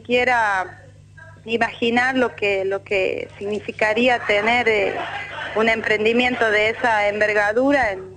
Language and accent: Spanish; La Rioja, Argentina; Nací en La Rioja y vivo todavía en La Rioja.